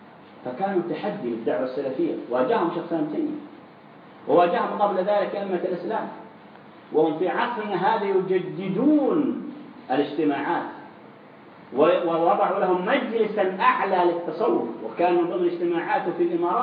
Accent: Saudi Arabia; والإخوان المسلمين الخونة عندنا في السعودية يذهبون إلى هذه الدول

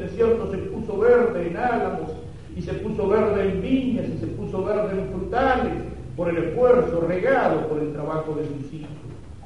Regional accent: Argentina; para que el Señor nos dé a cada uno de nosotros como cristianos, católicos y como argentinos la fuerza para cumplir nuestro deber con esta patria

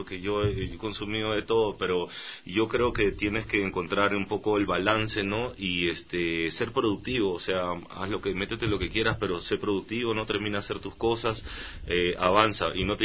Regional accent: Peru; Por ejemplo, en mi país tenemos 17 tratados de libre comercio, entonces para una es más fácil que venga un chino, que venga un suizo y que venga un americano a poner industria

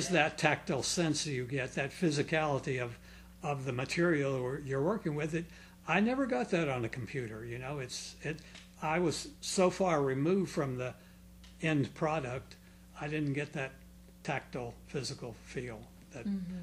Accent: Clearwater, Florida, United States; I'm from here. I'm

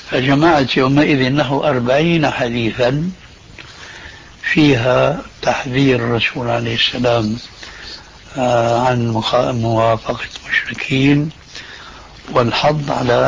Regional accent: Damascus, Damascus Governorate, Syria; حلق اللحية قد وجد عندنا في دمشق

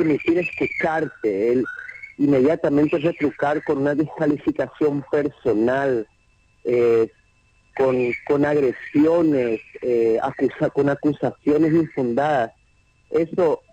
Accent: Paraguay; el proyecto de país que queremos como paraguayos

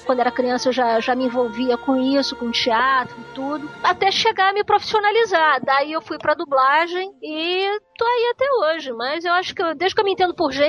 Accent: Rio de Janeiro, Brazil; Há 52 anos que eu sou do Rio.

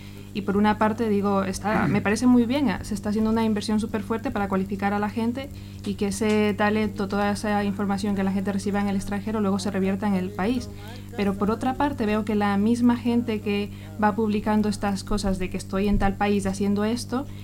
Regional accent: Ecuador; yo aquí como ecuatoriana residente simplemente quería dar mi punto de vista de cómo sigo la realidad de mi país

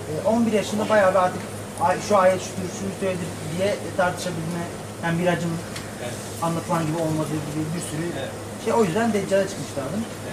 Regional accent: İzmir, Turkey; Tepecikliyim, romanın.

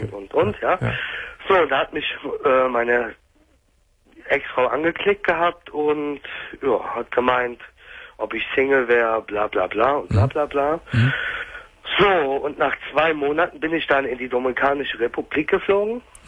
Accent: Germany; ich bin Deutscher.

